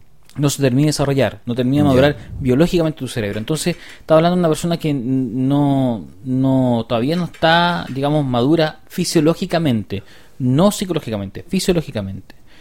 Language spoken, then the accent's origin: Spanish; Chile; Sí, somos muchos. ¿Usted le parece que somos pocos? No, somos muchos. Somos muchos chilenos.